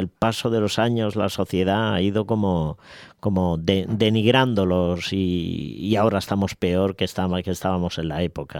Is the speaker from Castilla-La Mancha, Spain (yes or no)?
yes; Alcázar de San Juan, Castilla-La Mancha, Spain; En mi pueblo, en mi ciudad, Alcázar de San Juan, me quieren mucho